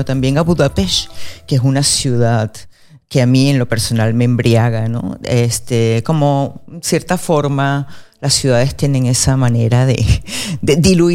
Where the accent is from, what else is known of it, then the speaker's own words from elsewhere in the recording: Venezuela; yo soy venezolana, sí, con ascendencia húngara y costarricense, que es muy propio en Venezuela, ¿no? La mezcla.